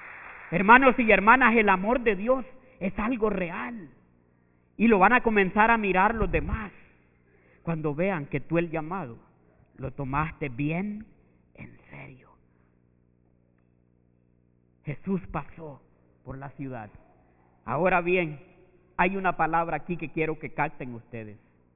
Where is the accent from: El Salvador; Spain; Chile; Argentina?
El Salvador; Es un hombre que vive un poco distanciado de donde yo soy. Así pobre como somos en nuestros países, Centroamérica, El Salvador.